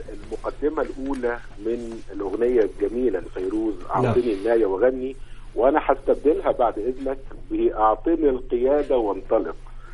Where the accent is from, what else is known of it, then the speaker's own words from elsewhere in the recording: Egypt; إحنا عندنا في مصر مشروع قومي